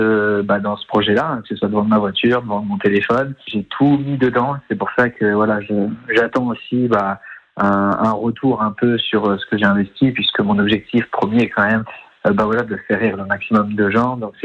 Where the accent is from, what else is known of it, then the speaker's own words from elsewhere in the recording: Saint-Étienne, Auvergne-Rhône-Alpes, France; C'est ça, moi je suis né ici, je suis né à Saint-Étienne. J'ai grandi ici, ma famille est ici, donc pour moi les bases sont ici.